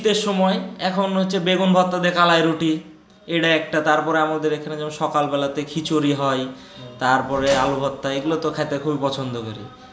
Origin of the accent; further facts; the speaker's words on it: Rajshahi, Rajshahi Division, Bangladesh; আর রাজশাহী তো অনেক শান্তিপ্রিয় নগর, এই দিক দিয়ে আমরা গর্বিত যে আমরা রাজশাহীর ছেলে